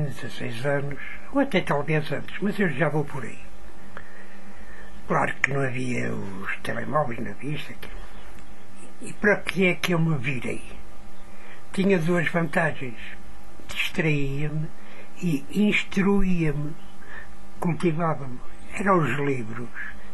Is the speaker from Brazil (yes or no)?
no; Portugal; born there; Portanto, eu nasci cá, também sou português. Com um bocadinho arraçado, mas sou português.